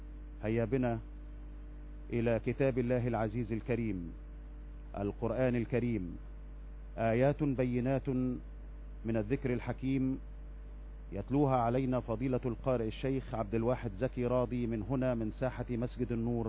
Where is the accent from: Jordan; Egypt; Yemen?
Egypt; فهل ننسى نحن أبناء مصر هذه الأيام؟